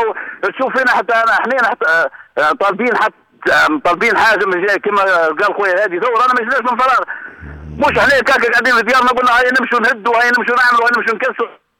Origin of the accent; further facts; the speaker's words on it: Kebili Governorate, Tunisia; بالنسبة لنا احنا كنفزاوة حتى المسؤولين الجهويين